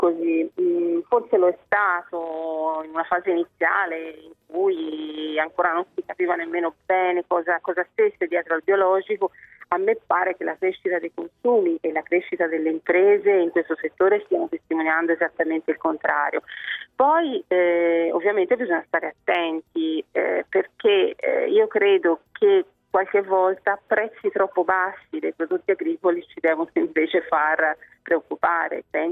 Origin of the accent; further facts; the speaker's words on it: Tuscany, Italy; Io da buona toscana conosco bene quelle del mio territorio